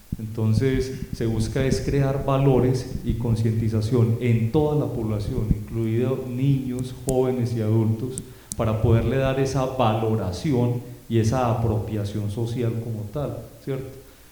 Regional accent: Colombia; Un gran problema que tenemos todos como ciudadanos y especialmente como colombianos es que no sabemos trabajar en equipo.

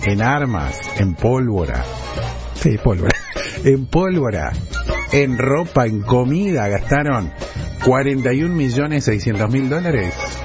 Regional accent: Argentina; los que sabemos qué significa Manuela en el lunfardo argentino, que somos todos los argentinos, casi todos los argentinos

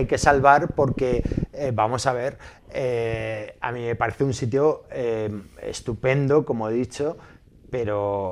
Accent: Leganés, Community of Madrid, Spain; he vivido en Leganés toda mi vida.

